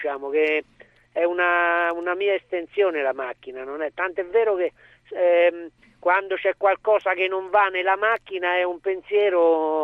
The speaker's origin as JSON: {"language": "Italian", "town": "Foligno", "region": "Umbria", "country": "Italy", "said": "sono umbro di Foligno."}